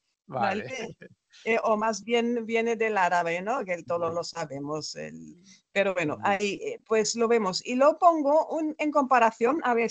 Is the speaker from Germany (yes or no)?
yes; Germany; Spanish is a second language; now in Spain; yo soy alemana